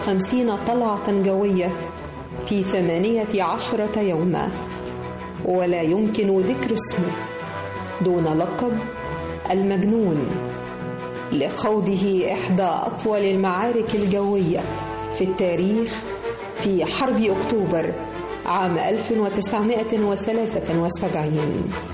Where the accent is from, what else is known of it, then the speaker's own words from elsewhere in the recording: Egypt; ونفتخر جميعنا كمصريين